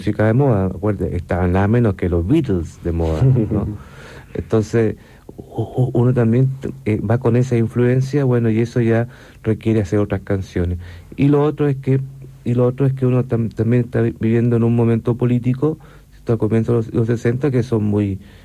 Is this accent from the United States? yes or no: no; Valparaíso, Chile; Yo soy de Valparaíso.